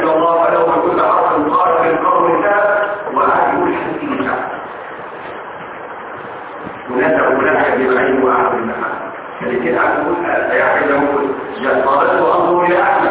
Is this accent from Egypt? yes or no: yes; Egypt; مذهب كبير فين في مصر لما وجد احاديث عندنا في مصر فغير رايه